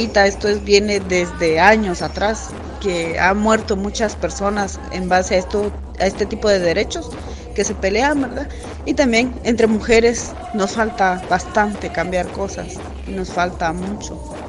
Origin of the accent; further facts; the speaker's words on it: Nuevo Horizonte, Petén, Guatemala; vengo de la comunidad de Nuevo Horizonte, está ubicada en el departamento de Petén, en Guatemala.